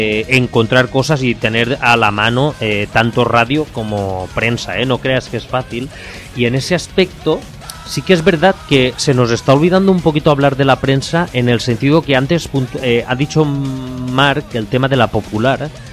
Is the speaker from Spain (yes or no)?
yes; Ontinyent, Valencian Community, Spain; yo por ejemplo, en mi pueblo, aquí en Ontinyent